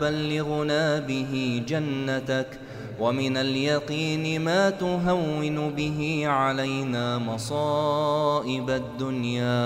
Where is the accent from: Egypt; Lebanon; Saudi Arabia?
Egypt; عن بلدنا مصر خاصة وعن سائر بلاد